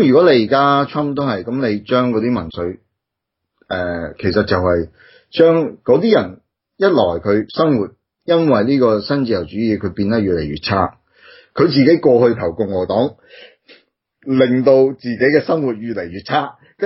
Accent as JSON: {"language": "Cantonese", "country": "Australia", "said": "因为我哋澳洲人嘛"}